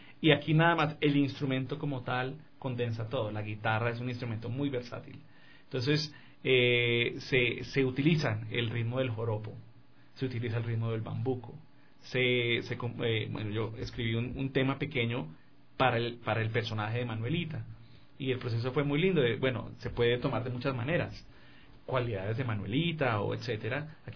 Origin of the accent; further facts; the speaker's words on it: Colombia; sin contar de la música de la zona central de Colombia, de donde yo vengo